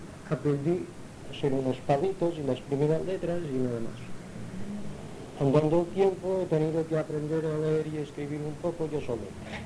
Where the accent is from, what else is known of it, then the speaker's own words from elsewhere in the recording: Palma, Balearic Islands, Spain; also born or lived in Inca; Yo nací en Inca, Mallorca, fui bautizado en la Iglesia Católica, después me bajaron mis padres a Palma, fuimos a vivir en la Plaza de la Paja, cerca de la Calatrava.